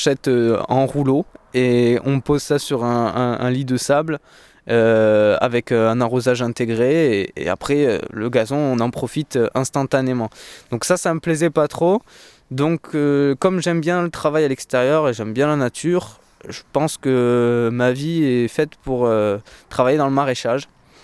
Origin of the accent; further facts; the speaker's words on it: Pyrenees, France; also born or lived in Lot; Le Lot, c'est encore le sud-ouest, donc c'est à 250 km de chez moi, au nord. Après, je suis habité directement dans les Pyrénées, donc principalement, j'ai connu que mes montagnes, quoi.